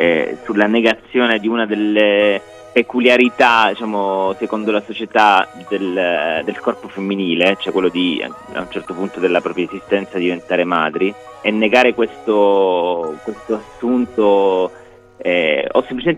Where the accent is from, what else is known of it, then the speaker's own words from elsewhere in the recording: Palermo, Sicily, Italy; perché comunque ahimè da palermitano posso, cioè mi fa soffrire tantissimo che il sud comunque